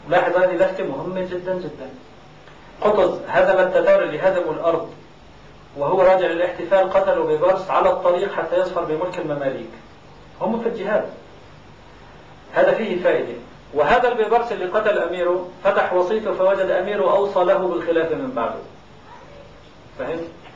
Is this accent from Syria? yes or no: yes; Aleppo, Aleppo Governorate, Syria; حتى عندنا في حلب